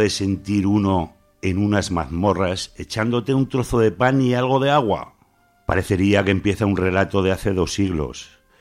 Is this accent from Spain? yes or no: yes; Spain; born there; siento vergüenza ajena cómo te han tratado en este país donde yo nací